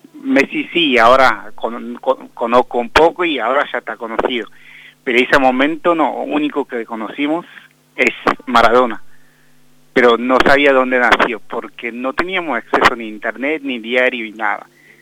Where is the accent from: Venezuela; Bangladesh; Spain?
Bangladesh; born there; Spanish is a second language; Sí, nací en Bangladesh, un pueblo de 100 habitantes.